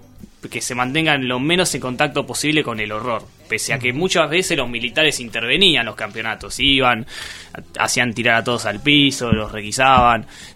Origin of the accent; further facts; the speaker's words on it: Miramar, Buenos Aires Province, Argentina; moved away as an adult; now in La Plata, Argentina; A los 18. Cuando me mudé a La Plata, yo soy de Miramar y me vine a estudiar acá.